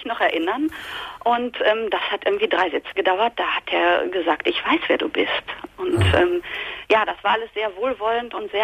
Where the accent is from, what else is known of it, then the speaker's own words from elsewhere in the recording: North Rhine-Westphalia, Germany; Und ich komme aus dem Ruhrgebiet.